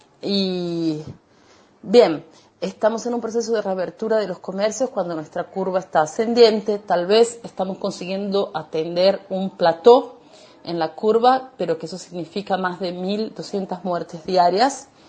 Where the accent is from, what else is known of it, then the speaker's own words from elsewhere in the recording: Argentina; now in Barueri, Brazil; soy argentina, soy doula. Actualmente como secretaria de una clínica, trabajo en casa. Vivo en Barueri